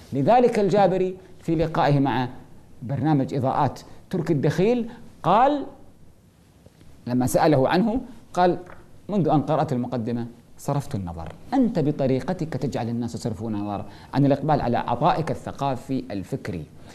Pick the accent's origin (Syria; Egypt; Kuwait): Kuwait; الدكتور عبد الله النفيسي عندنا في الكويت